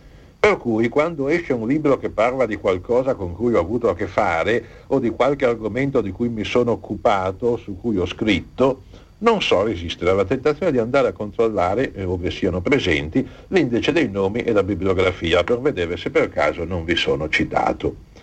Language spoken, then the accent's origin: Italian; Milan, Lombardy, Italy; e in effetti sono milanese